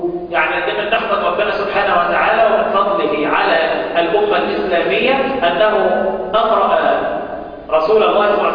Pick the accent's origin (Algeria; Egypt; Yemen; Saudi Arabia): Egypt; Mansoura, Dakahlia; احنا حتى في مصر لما حد من الناس بينتقل، انا مقيم انا من اهل المنصورة، لما بنتقل للعيش للسفر الى الصعيد او الى البحيرة او الى الاسكندرية،